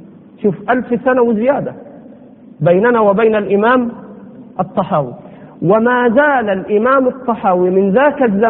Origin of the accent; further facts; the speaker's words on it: Egypt; يعني على لهجتنا هنا في مصر عمرك ما إيه؟